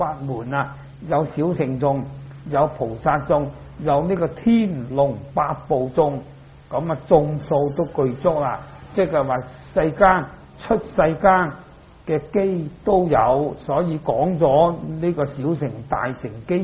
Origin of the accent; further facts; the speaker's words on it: China; 不过我哋中国人咧，可以有一种咧唔好嘅习惯